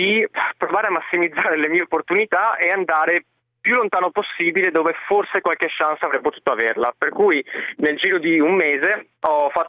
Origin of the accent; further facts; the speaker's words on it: Venice, Veneto, Italy; born there; Sono nato a Venezia, però metà calabrese.